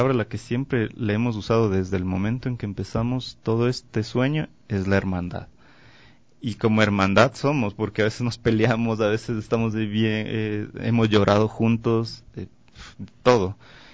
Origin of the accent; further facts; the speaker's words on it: Quito, Pichincha, Ecuador; yo soy de Quito, entonces tengo la estrella Quito muy presente en mí